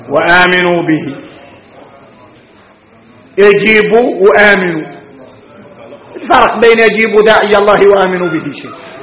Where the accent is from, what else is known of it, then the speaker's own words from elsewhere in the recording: Mauritania; هذا حديث احنا موريتانية